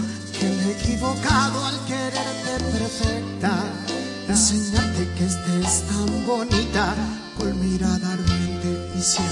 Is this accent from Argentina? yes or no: yes; San Genaro, Santa Fe, Argentina; soy de San Genaro, Santa Fe, pero hace un tiempo largo que soy un vecino de todos ustedes.